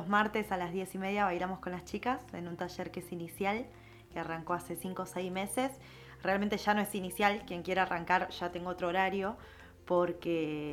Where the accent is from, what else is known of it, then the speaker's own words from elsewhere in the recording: Buenos Aires Province, Argentina; Yo nací en Capital Federal, pero me crié en el conurbano sur.